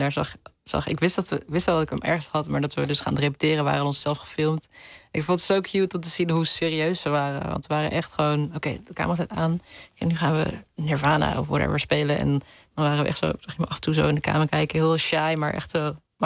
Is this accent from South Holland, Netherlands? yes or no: no; Hilversum, North Holland, Netherlands; Ik ben opgegroeid hier in de buurt, in de Hilversumse Meent. Het is een heel klein deel wat officieel van Hilversum is, maar het ligt tegen Bussum aan.